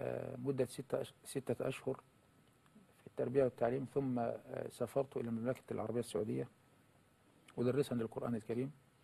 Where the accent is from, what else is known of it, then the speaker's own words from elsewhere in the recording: Dakahlia, Egypt; بقرية بجوار قريتي تسمى طنبول الكبرى.